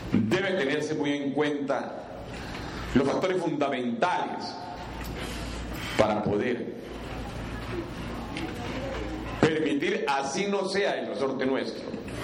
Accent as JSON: {"language": "Spanish", "region": "Tolima", "country": "Colombia", "said": "No podemos seguir siendo los tolimenses entes pasivos de lo que nos define a nivel nacional, de la suerte de nuestro departamento."}